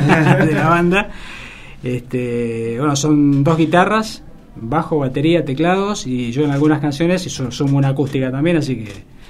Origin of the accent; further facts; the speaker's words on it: Olavarría, Buenos Aires Province, Argentina; yo en realidad me crié en Olavarría, que es una ciudad que está...